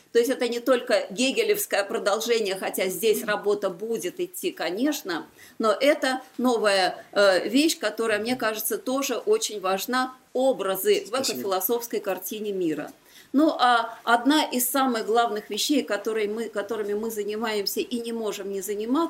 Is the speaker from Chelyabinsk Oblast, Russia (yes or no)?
no; Volgograd, Volgograd Oblast, Russia; В моем родном городе Волгограде мы продолжаем